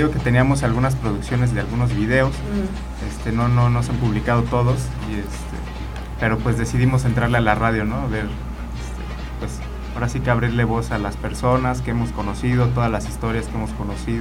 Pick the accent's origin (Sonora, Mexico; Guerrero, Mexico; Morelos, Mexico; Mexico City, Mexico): Morelos, Mexico; Cuernavaca; Como buen cuernavaquense.